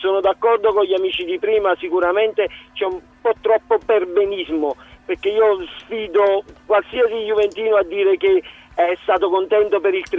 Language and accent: Italian; Naples, Campania, Italy; Io, essendo napoletano, tifoso juventino